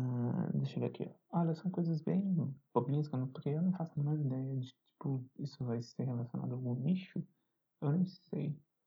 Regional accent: Belo Horizonte, Minas Gerais, Brazil; eu tenho 27 anos, sou de Belo Horizonte.

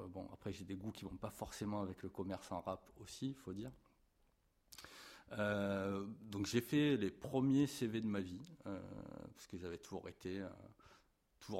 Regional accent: Marseille, Provence-Alpes-Côte d'Azur, France; born there; Alors, moi, je suis né à Marseille il y a 40 ans maintenant.

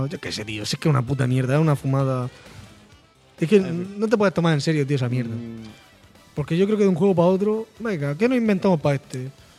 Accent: Region of Murcia, Spain; que no se diga que somos Racanal los murcianos.

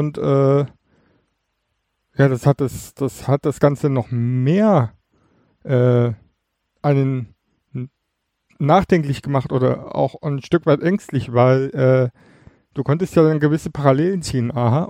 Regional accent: East Germany, Germany; Weil, wie du weißt, komme ich ja aus dem Osten.

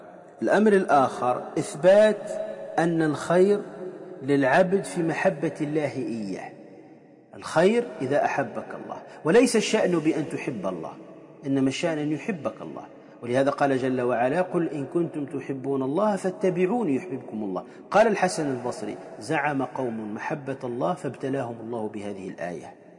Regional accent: Tunisia; وإن كان كما يقال عندنا في تونس

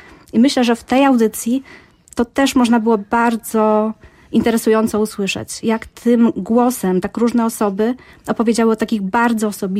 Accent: Lublin, Lublin Voivodeship, Poland; spędziłam chodząc po moim rodzinnym mieście, bo akurat jestem lublinianką

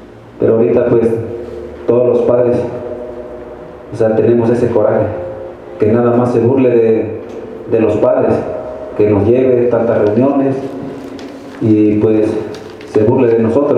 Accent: Tixtla, Guerrero, Mexico; Yo soy originario de Tixla

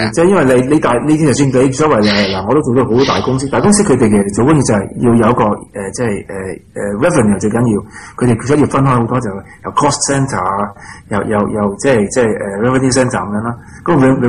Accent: Australia; 但系都系我哋澳洲人本地，我哋澳洲嘅损失嚟噶嘛，都系我哋付咗条债啊嘛

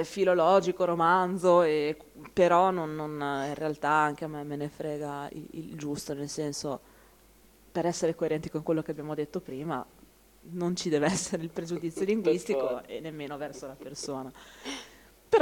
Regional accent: Emilia-Romagna, Italy; Posso confermare io da emiliana che il dialetto ferrarese è differente dal dialetto di Comacchio

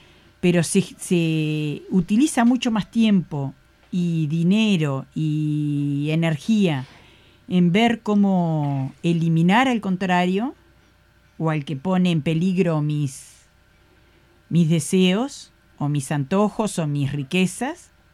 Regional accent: Uruguay; aprovechemos lo que somos como pueblo uruguayo

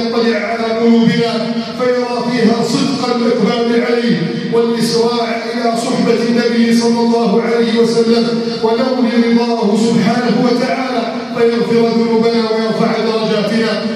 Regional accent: Egypt; واجعل بلدنا مصر آمنا مطمئنا

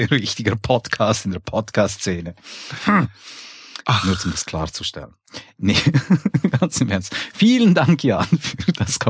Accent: Switzerland; Und da will ja hoffen, wir als Schweizer, dass sich da in der deutschen Politik etwas ändert.

